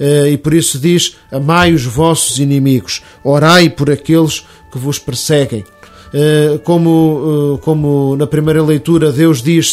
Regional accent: Portugal; Isto envergonha-nos a todos como portugueses

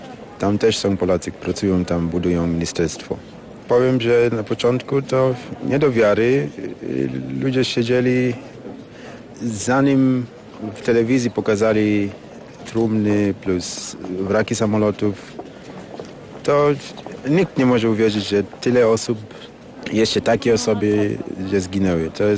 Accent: Kenya; Polish is a second language; now in Poland; Pochodzę z Kenii, mieszkam tutaj już 21 lat.

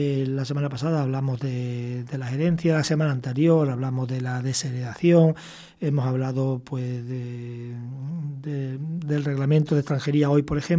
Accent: Extremadura, Spain; Pues yo, que soy extremeño

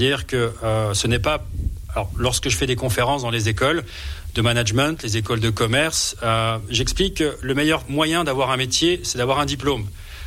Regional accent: Épinal, Grand Est, France; born there; moved away as an adult; je suis né à Épinal dans les Vosges, j'ai 45 ans. Et je suis parti maintenant, ça fait 22 ans de France et je suis revenu le 30 novembre 2020

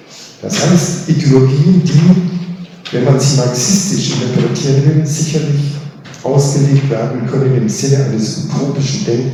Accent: Alfeld, Lower Saxony, Germany; als ich in meiner Heimatstadt Ahlfeld im Jahre 1961

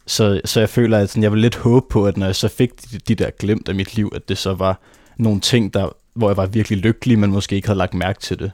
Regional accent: Nærum, Capital Region of Denmark, Denmark; also born or lived in Copenhagen; da jeg var 2 år, flyttede vi så til Nærum fra Nørrebro.

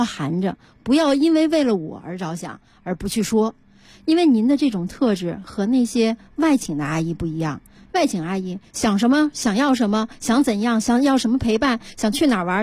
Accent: China; 而我作为一个中国人，虽然也受过西方的文化和学习的影响，

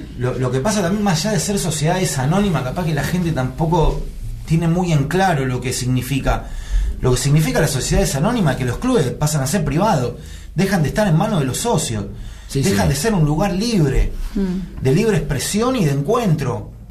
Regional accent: Buenos Aires, Argentina; born there; porque nací en la Paternal

